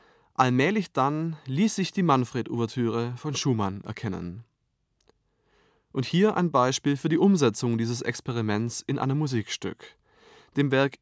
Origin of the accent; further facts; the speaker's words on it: Baden-Württemberg, Germany; now in Berlin, Germany; Ich bin Komponist, geboren 1980 und aufgewachsen in der Stuttgarter Umgebung. Ich lebe seit einigen Jahren in Berlin